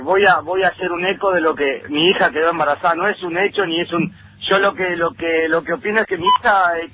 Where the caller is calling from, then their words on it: Paraná, Entre Ríos, Argentina; camionero de Paraná Entre Ríos.